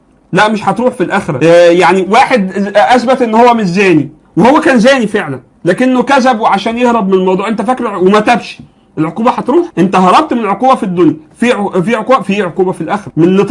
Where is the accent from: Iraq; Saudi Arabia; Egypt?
Egypt; يعني عندنا في مصر مثلا هتلاقي في حاجة اسمها جنحة